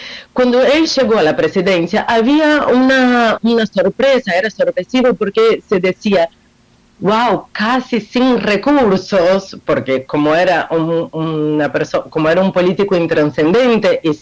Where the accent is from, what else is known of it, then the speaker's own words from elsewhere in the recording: Brazil; Spanish is a second language; now in Argentina; no solo porque vivo acá y soy brasileña